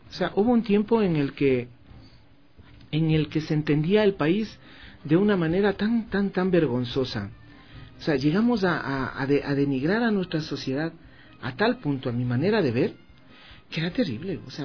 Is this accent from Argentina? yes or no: no; Ecuador; ahora como ecuatorianos, aceptemos una integración, no les integremos a los migrantes que ahora vienen acá.